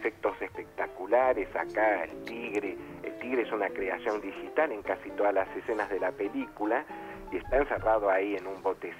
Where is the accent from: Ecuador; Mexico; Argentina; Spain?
Argentina; Es una cuestión que a nosotros como argentinos nos interesa poco